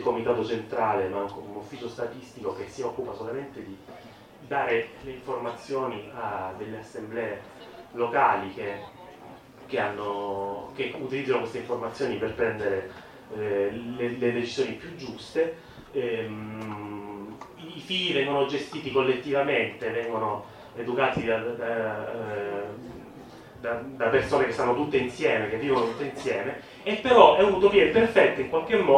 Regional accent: Cosenza, Calabria, Italy; Io da Cosentino soffro molto a dire questa cosa di Catanzaro.

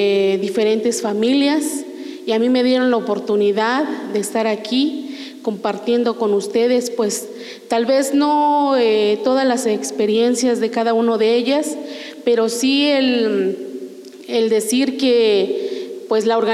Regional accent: Las Margaritas, Chiapas, Mexico; soy de Las Margaritas.

